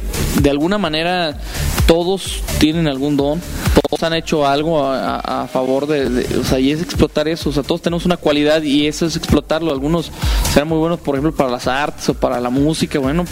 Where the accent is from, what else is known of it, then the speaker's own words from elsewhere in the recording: Irapuato, Guanajuato, Mexico; que vayamos a cualquier parte del mundo, digamos, somos de Irapuato.